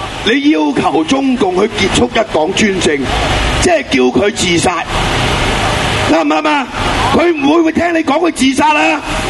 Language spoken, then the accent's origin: Cantonese; Hong Kong; 跟住你拖慢咗我哋香港人嘅民主步伐